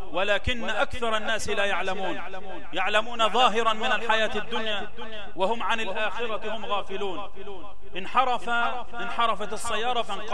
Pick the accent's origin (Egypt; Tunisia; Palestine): Egypt; اللهم اجعل بلدنا مصر آمنا مطمئنا سخاء رخاء